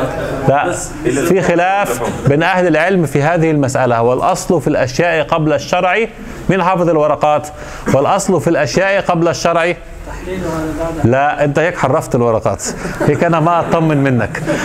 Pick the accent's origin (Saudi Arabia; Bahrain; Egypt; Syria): Egypt; المانجو اللي عندنا في مصر، انتوا عندكم المانجا